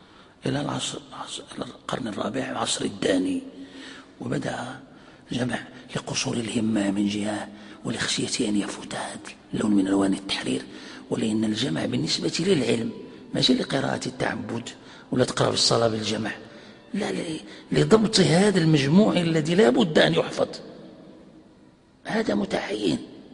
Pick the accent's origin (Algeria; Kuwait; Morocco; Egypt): Morocco; يعني عندنا في المغرب يعني معروف هذا